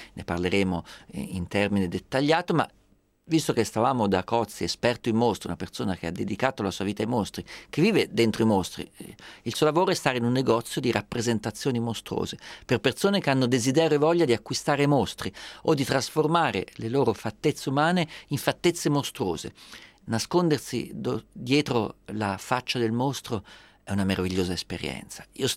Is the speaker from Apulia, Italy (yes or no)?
no; Perugia, Umbria, Italy; io sono perugino